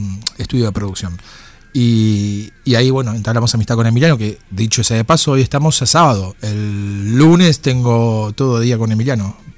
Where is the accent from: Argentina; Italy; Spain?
Argentina; La Plata, Buenos Aires Province; Paso por una banda importante en mi ciudad natal de La Plata